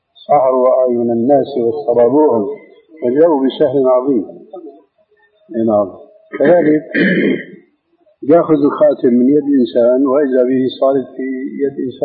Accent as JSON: {"language": "Arabic", "town": "Damascus", "region": "Damascus Governorate", "country": "Syria", "said": "قالوا ناس عندنا في دمشق يعمل حلقة"}